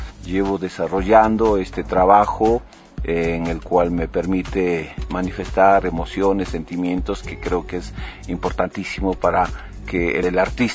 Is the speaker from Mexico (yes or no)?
no; Ecuador; moved away; Como ecuatoriano, como artista latinoamericano, creo que en las raíces nosotros llevamos ya esta parte, esta identidad, nuestra, el mismo hecho de estar en Europa 20 años, hace que uno tenga una añoranza hacia el país